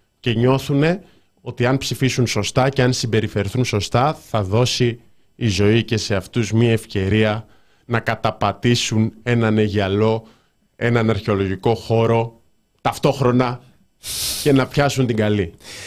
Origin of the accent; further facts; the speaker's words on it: Rhodes, South Aegean, Greece; Είμαι από Ρόδο και ξέρω πως για να κάτσεις οπουδήποτε κοντά στη θάλασσα πρέπει να κάνεις κατανάλωση τουλάχιστον 200 ευρώ.